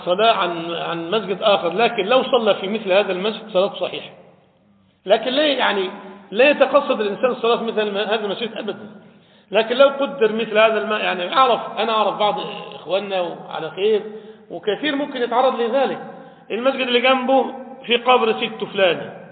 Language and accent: Arabic; Egypt; هل دفن عندنا في مصر ولا في العراق